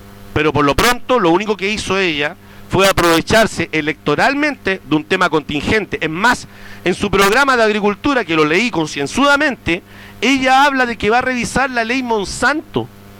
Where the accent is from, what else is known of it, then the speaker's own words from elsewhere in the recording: Limache, Valparaíso, Chile; yo soy de Limache